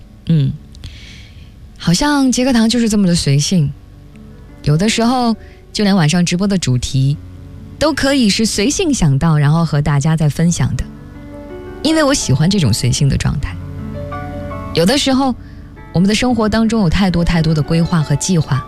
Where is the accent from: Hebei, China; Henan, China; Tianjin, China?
Tianjin, China; 煎饼果子一下子让我想起了小时候在天津的种种回忆